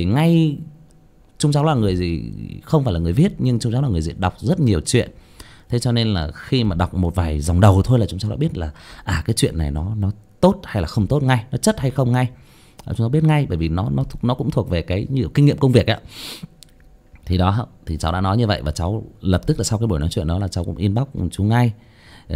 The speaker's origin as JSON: {"language": "Vietnamese", "region": "Northern Vietnam", "country": "Vietnam", "tie": "born or raised there", "said": "bởi vì cháu sinh ra và lớn lên ở miền Bắc, thế cho nên là có một số những cái ngôn ngữ của các địa phương khác thì cháu cũng chưa thể thể hiện tốt được."}